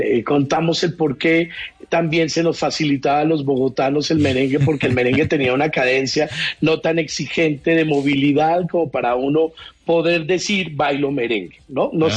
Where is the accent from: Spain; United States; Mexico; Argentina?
Mexico; now in Colombia; Me enseñaron mis primas a bailar porque yo llegaba de México y pues era un mexicano que no bailaba nada de eso.